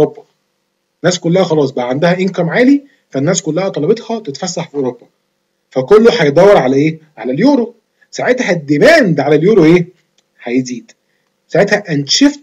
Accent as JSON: {"language": "Arabic", "country": "Egypt", "said": "البنك المركزي مثلا عندنا في مصر"}